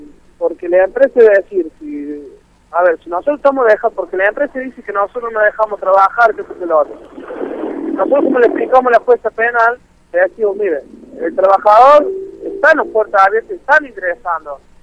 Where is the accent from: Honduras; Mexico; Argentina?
Argentina; Villa Mercedes, San Luis; born there; soy nacido acá en Villa Mercedes